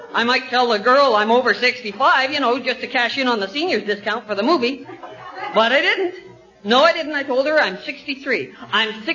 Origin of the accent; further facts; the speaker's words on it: Bala, Ontario, Canada; Not like in Bala. I'm from Bala, you know.